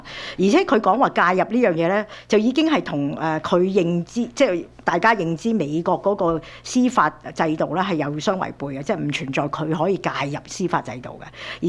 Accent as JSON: {"language": "Cantonese", "country": "Canada", "said": "就值得我們加拿大人去思考。"}